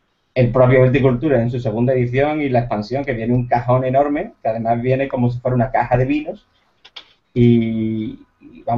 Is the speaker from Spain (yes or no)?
yes; Andalusia, Spain; Yo soy andaluz, pero tengo que tener un ramalazo catalán por algún lado.